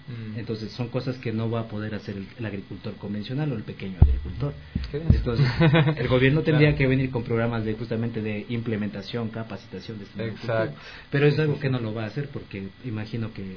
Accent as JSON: {"language": "Spanish", "country": "Ecuador", "said": "Porque la idea nuestra como fundación también y como ecuatorianos es de que estas nuevas políticas que se estén diseñando ahora en la actualidad sean inclusivas"}